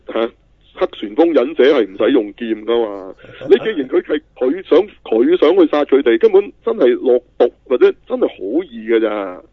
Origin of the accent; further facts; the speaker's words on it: China; 我哋中國人睇